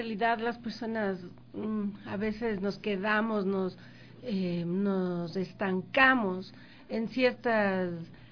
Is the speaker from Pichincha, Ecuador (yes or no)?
yes; Quito, Pichincha, Ecuador; Porque qué creativos somos los quiteños